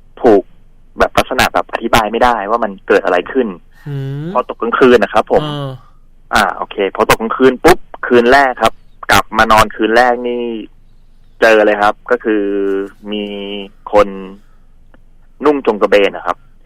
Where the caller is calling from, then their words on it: Mae Sai, Chiang Rai, Thailand; ผมโทรศัพท์มาจากแม่สายจังหวัดเชียงรายครับผม